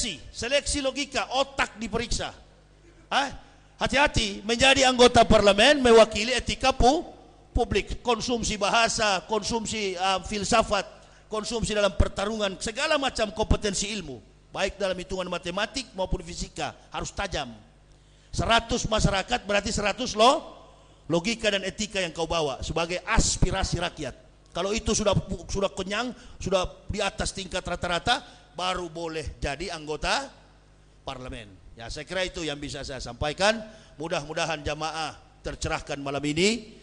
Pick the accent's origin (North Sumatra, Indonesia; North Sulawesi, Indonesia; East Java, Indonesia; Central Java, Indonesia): North Sulawesi, Indonesia; Manado; Kami orang Manado, mohon maaf Pak, kami orang Manado enggak giler dengan gelar itu.